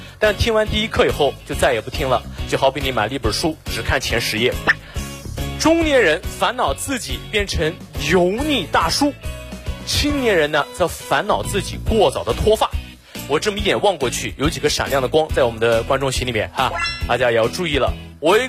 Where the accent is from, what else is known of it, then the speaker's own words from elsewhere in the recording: Xinjiang, China; 我不是老外，我来自新疆，我是维吾尔族啊，就是和那个迪丽热巴特别火的民族。